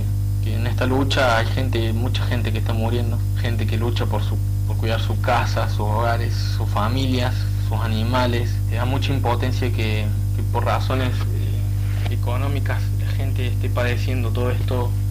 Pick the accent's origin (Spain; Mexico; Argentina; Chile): Argentina; soy de Argentina y vivo en la ciudad de Córdoba capital.